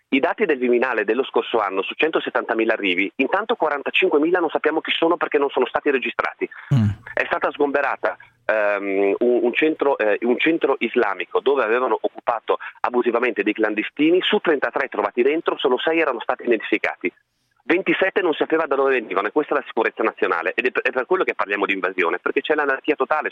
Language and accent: Italian; Friuli-Venezia Giulia, Italy; Io vengo dal Friuli Venezia Giulia